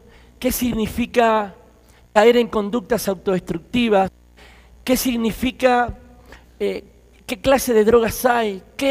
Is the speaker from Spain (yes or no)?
no; Argentina; soy de Argentina. Estoy muy agradecido a Dios por el tiempo que me ha permitido estar aquí en Colombia.